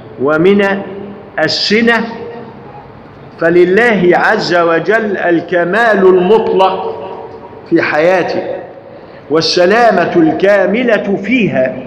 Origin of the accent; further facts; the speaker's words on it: Egypt; لذلك الجماعة لما عندنا في مصر لما يقرأ الآيات القرآنية